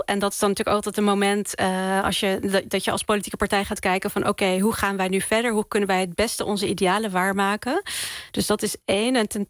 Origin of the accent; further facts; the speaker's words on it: The Hague, South Holland, Netherlands; now in Rotterdam, Netherlands; want ik kom uit Den Haag. Ik woon nu in Rotterdam.